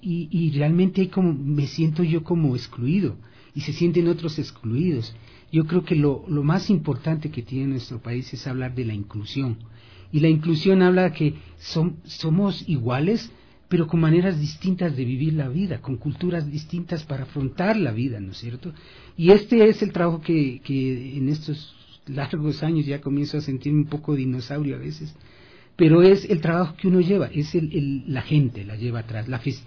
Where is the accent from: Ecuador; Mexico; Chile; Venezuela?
Ecuador; que es parte de lo que somos los ecuatorianos